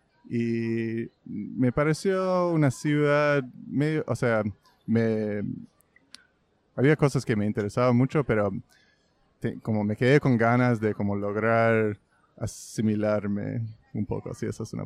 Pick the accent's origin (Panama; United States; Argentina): United States; New York; En realidad no soy de Upper West Side, soy de Morningside Heights, que es como el barrio después de Upper West Side.